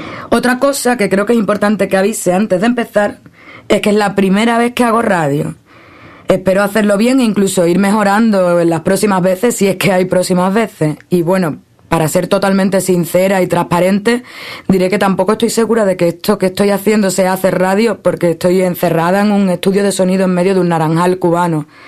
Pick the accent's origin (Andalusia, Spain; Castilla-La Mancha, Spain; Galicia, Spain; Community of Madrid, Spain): Andalusia, Spain; Cádiz; now in Cuba; Soy andaluza, de Cádiz. Vivo en Cuba, bueno, en realidad vivo en una escuela internacional en Cuba donde vive gente de todo el mundo.